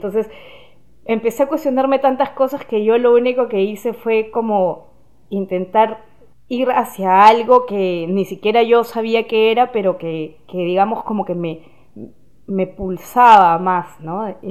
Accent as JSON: {"language": "Spanish", "region": "Lima", "country": "Peru", "tie": "born there", "said": "Sí, bueno, yo nací en Lima, en Perú."}